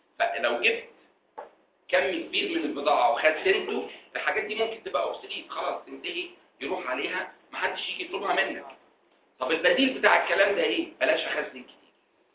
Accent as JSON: {"language": "Arabic", "country": "Egypt", "said": "على كل الاماكن الضخمه اللي عندنا في مصر دي"}